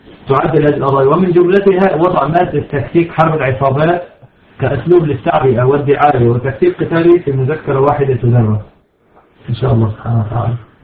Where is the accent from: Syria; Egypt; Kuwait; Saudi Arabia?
Syria; سرايا الدفاع عندنا في سوريا